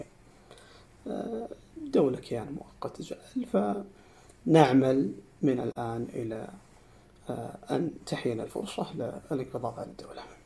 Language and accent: Arabic; Saudi Arabia; ما هي التيارات اللي عندنا في السعودية؟